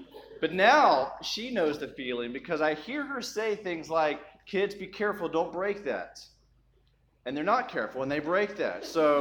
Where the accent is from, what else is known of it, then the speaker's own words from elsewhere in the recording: Birmingham, Alabama, United States; I am a Southern transplant. I'm from Birmingham, Alabama, y'all.